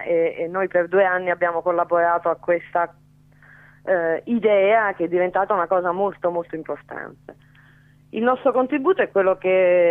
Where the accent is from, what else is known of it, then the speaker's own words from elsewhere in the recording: Naples, Campania, Italy; now in Milan, Italy; No napoletanissima sempre